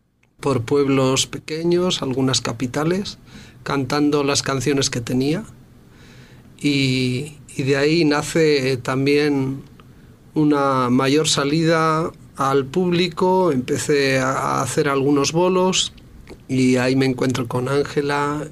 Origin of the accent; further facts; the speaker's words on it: Vitoria, Basque Country, Spain; also born or lived in Madrid; Yo soy de Vitoria, he vivido en Madrid, ahora estoy otra vez en Vitoria viviendo. Pero bueno, como se suele decir allí, vitoriano de toda la vida, VTV.